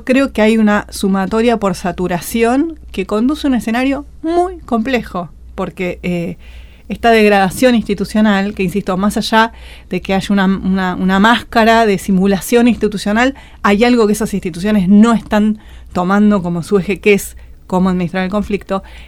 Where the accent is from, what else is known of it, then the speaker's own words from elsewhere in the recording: Chile; como vengo de Chile